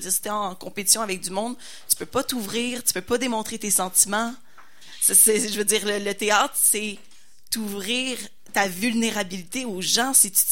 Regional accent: Quebec, Canada; Moi, je viens des Laurentides.

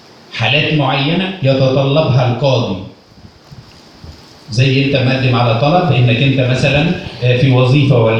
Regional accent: Egypt; احنا كعرب أو كمصريين

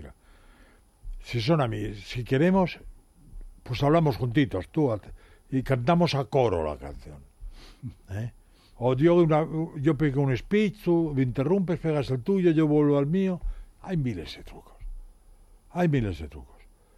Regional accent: Spain; creo que somos muchos españoles que están muy agradecidos

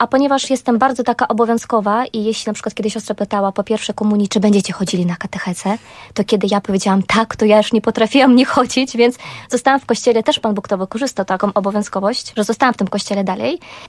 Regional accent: Belarus; Ja pochodzę z Białorusi. Jestem prawdziwą Białorusinką. Jak ktoś mi się pyta, czy mam korzenie polskie, zawsze mówię, jestem czystej krwi i kości Białorusinka.

